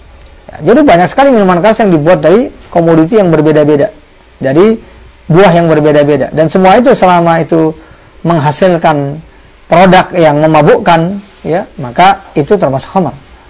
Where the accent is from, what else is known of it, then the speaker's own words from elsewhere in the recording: Jakarta, Indonesia; born there; saya yang tinggal dilahirkan di Jakarta dulu, di daerah saya dikenal kalau yang namanya tuak itu minuman yang dibuat dari nira